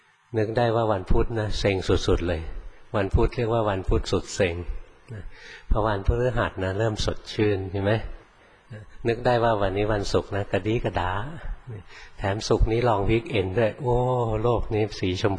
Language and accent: Thai; Bangkok, Thailand; born or raised there